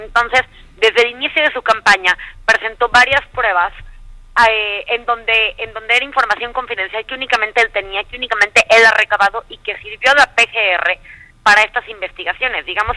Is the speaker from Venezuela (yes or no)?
no; Xalapa, Veracruz, Mexico; Te saluda, como bien dices, desde Jalapa, Veracruz, en una muy tarde fría, en una fría tarde veracruzana